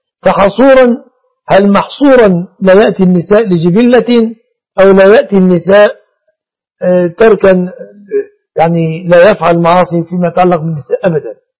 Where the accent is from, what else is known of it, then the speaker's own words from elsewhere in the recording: Egypt; إن هذا السائد في بلادنا مصر